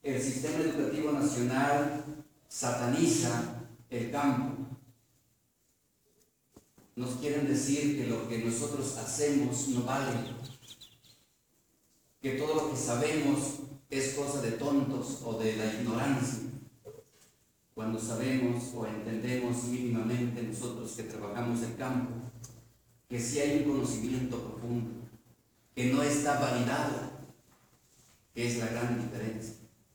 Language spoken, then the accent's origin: Spanish; Santiago Comaltepec, Oaxaca, Mexico; Soy chinanteco, originario de Santiago Comaltepec, un municipio que pertenece al distrito de Islán en Sierra Juárez, Sierra Norte.